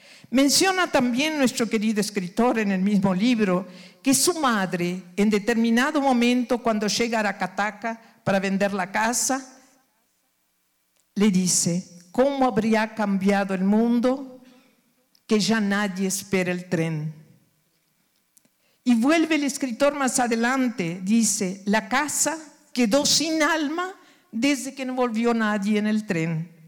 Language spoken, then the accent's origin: Spanish; Uruguay; Llegaba a Montevideo, capital del Uruguay, país donde nací, para iniciar mis estudios de medicina, luego de 36 horas de viaje desde mi ciudad natal hasta Montevideo